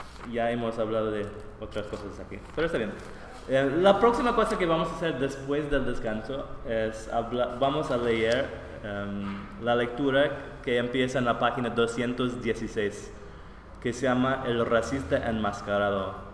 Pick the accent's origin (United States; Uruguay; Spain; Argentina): United States; Milwaukee, Wisconsin; Yo soy de Milwaukee.